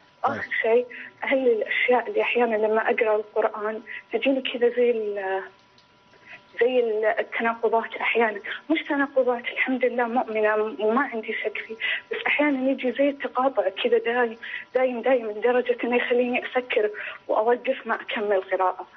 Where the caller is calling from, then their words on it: Dammam, Eastern Province, Saudi Arabia; لو سمحت، أنا من الدمام.